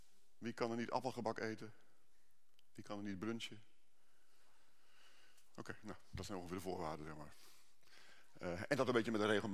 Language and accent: Dutch; Groningen, Netherlands; Ik weet niet waar jullie vandaan komen, ik kom uit Groningen en dan hebben we hekel aan gebakken lucht.